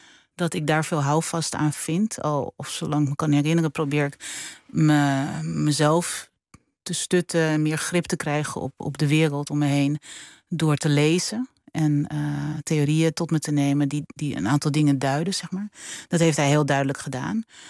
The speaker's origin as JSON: {"language": "Dutch", "country": "Suriname", "tie": "born there", "said": "mijn loyaliteit aan mijn familie en aan mijn geboorteland"}